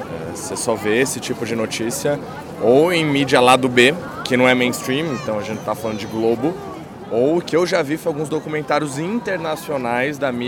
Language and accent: Portuguese; Brazil; eu como brasileiro, eu só espero que é o seguinte